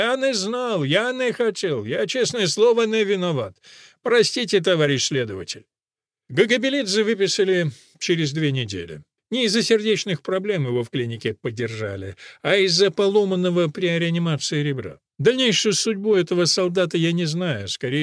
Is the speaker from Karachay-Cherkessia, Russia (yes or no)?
yes; Karachayevsk, Karachay-Cherkessia, Russia; Кстати, я сам родом с Кавказа, правда, с Северного. Местную природу худо-бедно помню. Еще мальцами мы лазили на Шаанинскую скалу, что нависает над Карачаевском, маленьким городком в истоках Кубани.